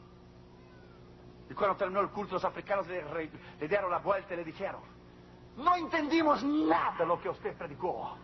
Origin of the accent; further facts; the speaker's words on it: Brazil; now in United States; Yo me hice ciudadano de los Estados Unidos de América, pero me hice por conveniencia. Un papel a mí no se naturaliza el corazón. Yo soy brasileño